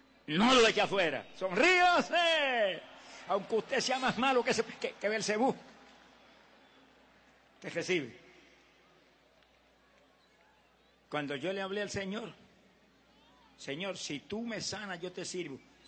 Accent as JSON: {"language": "Spanish", "town": "Camuy", "country": "Puerto Rico", "tie": "born or raised there", "said": "Ese era un lugar en mi pueblo de Camuy, en Puerto Rico, que la gente ni entraba en esa época."}